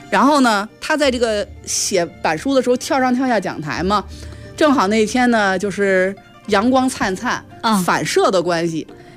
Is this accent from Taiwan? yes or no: no; Beijing, China; accent: Beijing